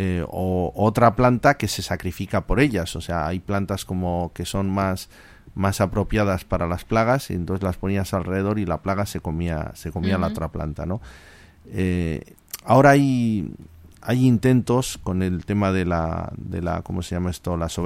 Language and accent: Spanish; Bilbao, Basque Country, Spain; yo soy de Bilbao, y si se nos pincha la rueda, tiramos el coche.